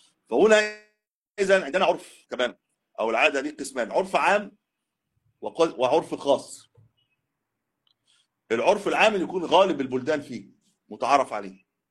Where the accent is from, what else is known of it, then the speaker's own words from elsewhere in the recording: Egypt; لكن ليست عندنا في مصر يطلقون على السيارة دابة